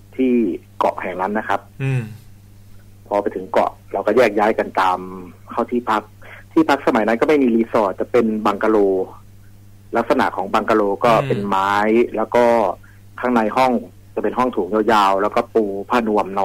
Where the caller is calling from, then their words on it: Nakhon Ratchasima, Thailand; โคราชครับ